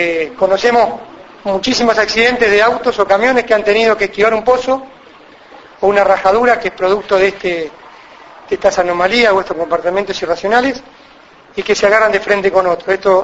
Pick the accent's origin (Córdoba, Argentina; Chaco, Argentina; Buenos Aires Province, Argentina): Buenos Aires Province, Argentina; Cañuelas; yo soy de Cañuelas, pero tenemos, a Dios gracias, hace 3 años que estamos aquí en Olavarría con Cocatra